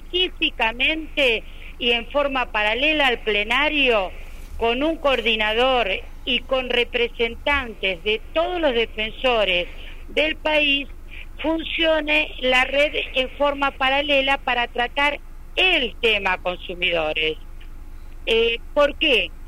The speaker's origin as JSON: {"language": "Spanish", "town": "Banfield", "region": "Buenos Aires Province", "country": "Argentina", "tie": "born there", "lives_now": "Buenos Aires, Argentina", "said": "yo no soy porteña, soy nacida en la provincia de Buenos Aires, en los pagos de Banfield, pero he vivido la mitad de mi vida aquí en Capital Federal"}